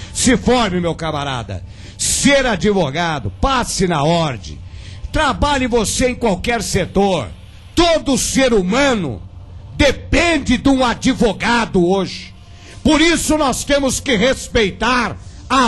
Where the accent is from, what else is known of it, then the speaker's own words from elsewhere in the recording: Belo Horizonte, Minas Gerais, Brazil; Eu sou de Belo Horizonte, Minas Gerais.